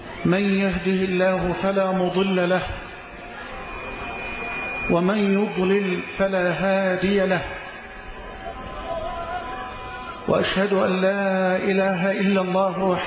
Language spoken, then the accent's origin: Arabic; Egypt; اللهم اجعل بلدنا مصر أمنا أمانا سخاء رخاء